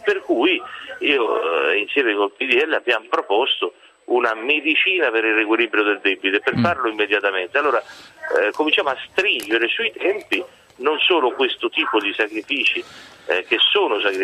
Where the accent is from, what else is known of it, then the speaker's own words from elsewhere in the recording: Rome, Lazio, Italy; Ora io penso solo una cosa, no, da romano, da italiano